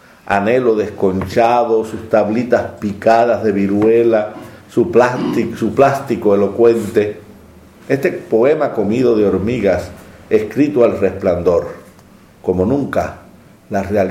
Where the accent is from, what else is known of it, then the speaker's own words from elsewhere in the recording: Havana, Cuba; Yo soy de Centro Habana. Campanario 158.